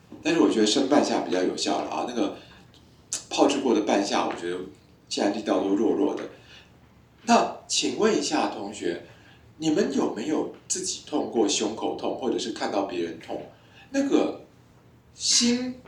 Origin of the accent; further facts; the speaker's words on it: Taiwan; 我们台湾人觉得很烈的是高粱酒